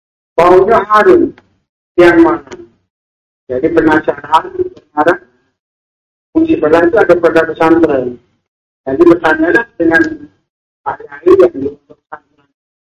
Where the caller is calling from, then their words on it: South Sumatra, Indonesia; dari Sumatera Selatan.